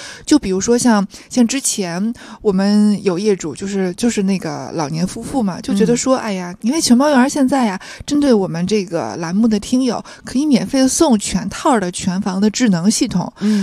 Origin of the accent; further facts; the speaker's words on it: Tianjin, China; 因为我天津人嘛